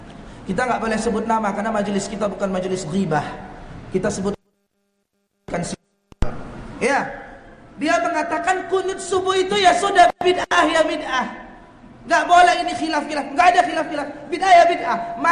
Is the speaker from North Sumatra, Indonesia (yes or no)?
yes; Medan, North Sumatra, Indonesia; Kebetulan saya Bapak Ibu orang Medan, Sumatera Utara, Melayu Deli Serdang. Ah, jadi mirip-mirip lah logat kita yo.